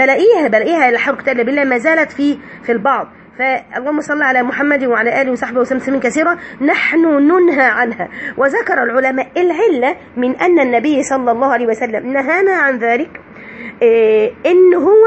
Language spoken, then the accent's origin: Arabic; Egypt; حاجة عندنا احنا كده كمصريين منتشرة